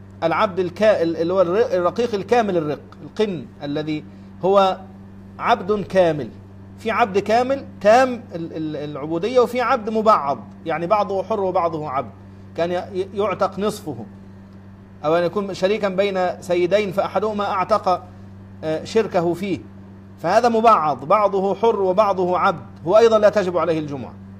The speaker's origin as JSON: {"language": "Arabic", "region": "Sohag Governorate", "country": "Egypt", "tie": "born or raised there", "said": "انا اذكر اني مرة سافرت الى قريتي في صعيد مصر، في سوهاج، طبعا من القاهرة إلى سوهاج مسافة كبيرة"}